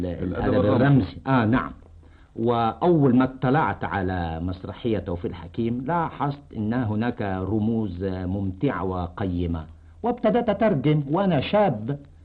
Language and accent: Arabic; Alexandria, Alexandria Governorate, Egypt; born there; مولود بالإسكندرية يا أستاذ